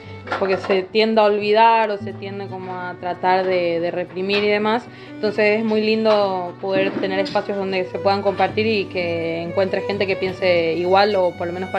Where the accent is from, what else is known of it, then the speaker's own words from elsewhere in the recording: Paraguay; soy paraguaya, soy estudiante de la carrera de Ingeniería en Ecología Humana, estoy de intercambio en la Universidad Nacional de Río Negro